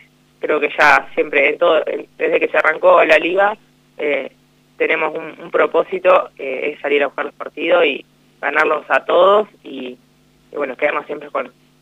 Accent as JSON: {"language": "Spanish", "town": "La Maruja", "region": "La Pampa", "country": "Argentina", "said": "yo soy de La Maruja, me anoté para ir a jugar acá."}